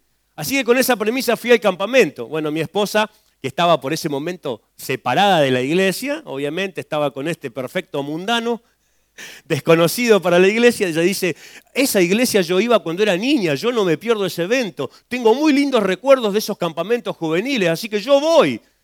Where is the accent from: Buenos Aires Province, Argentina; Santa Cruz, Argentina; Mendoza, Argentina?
Santa Cruz, Argentina; mi pueblo, un pueblo conocido por muchos, el pueblo de los suicidas del fin del mundo, yo vengo de la Acera Santa Cruz. La Acera Santa Cruz es un pueblito muy chiquitito, tenía en ese tiempo unos 14.000 habitantes